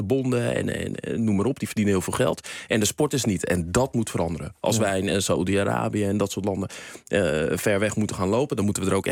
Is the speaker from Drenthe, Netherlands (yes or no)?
no; Amsterdam, North Holland, Netherlands; Ik ben sportgek en natuurlijk, ik ben Amsterdammer.